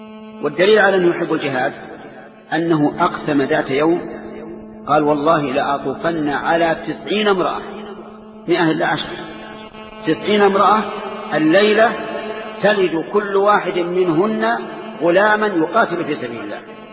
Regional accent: Saudi Arabia; نجد أن بلادنا السعودية مغزوة من كل جانب

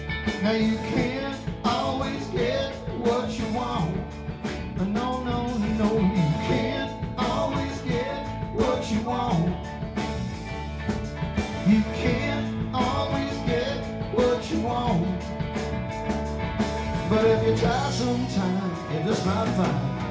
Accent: Stratford, Connecticut, United States; I grew up in Stratford. I grew up on Cut Spring Road, corner of Cut Spring and Thornburg.

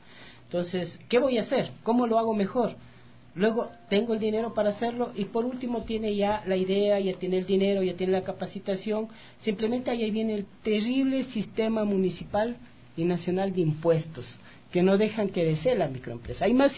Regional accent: Quito, Pichincha, Ecuador; Entonces acá tiene de San Blas, allá tiene el Tejar, acá tiene del América. Ajá. Soy de la Vicentina.

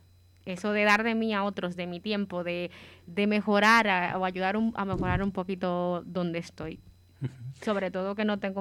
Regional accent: Dominican Republic; now in Spain; desde que vine aquí a España, bueno, soy dominicana, debo decirlo primero, no sé si se nota mucho, pero bueno, desde que llegué a España

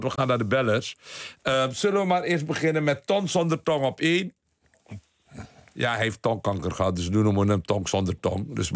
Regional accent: Suriname; Ik weet, als tiener in Suriname. Het was 18 toen de staatsgreep kwam.

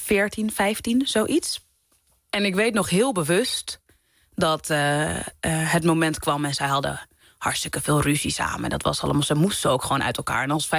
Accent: Amsterdam, North Holland, Netherlands; omdat ik uit de Bijlmer kom, dat ik daardoor echt een hele grote berg aan rijkdom heb die heel veel andere mensen niet hebben

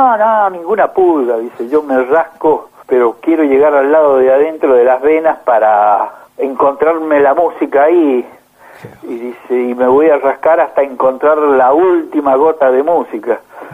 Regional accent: Argentina; como cualquier argentino que escuche tango

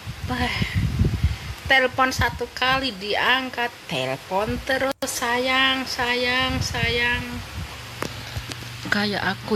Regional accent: Java, Indonesia; Aku asli orang Jawa.

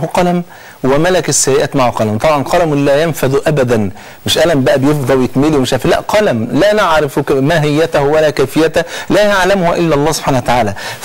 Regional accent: Egypt; وأحيانا بنحس ان احنا وصلنا اللي بيسموها كده بلغتنا كمصريين لحارة سد

